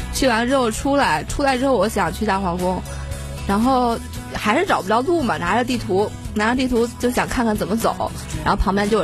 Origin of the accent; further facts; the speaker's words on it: Guangdong, China; 我父母是就广东人，我就其中一方是广东人，我是从广东那边过来的，